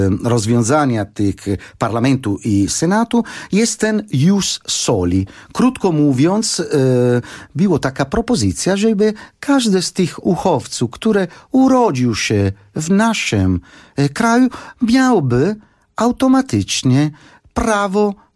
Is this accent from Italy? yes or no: yes; Italy; Polish is a second language; bo pochodzę z takiego kraju, który jest fantastyczny, ten kraju, który wymyślił prawo, ta rzymska cywilizacja